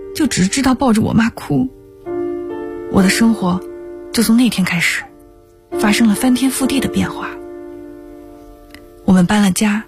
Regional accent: Inner Mongolia, China; 我是在内蒙的大草原上长大的。记得我很小的时候，其实就是上幼儿园那会儿，每次放学我爸都会骑马来接我。

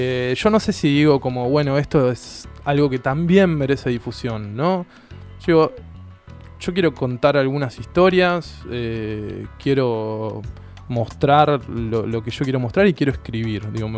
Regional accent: Ituzaingó, Buenos Aires Province, Argentina; yo soy de Ituzaingó, ¿no? Y conozco el oeste, pero esto es un oeste más profundo, ¿no?

